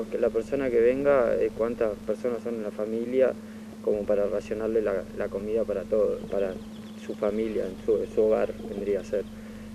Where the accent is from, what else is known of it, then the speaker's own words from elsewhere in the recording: Cañuelas, Buenos Aires Province, Argentina; somos todos de Cañuela, gente, pibes como de nuestra edad y chicas, chicos que venimos a la cancha y que nos conocemos de acá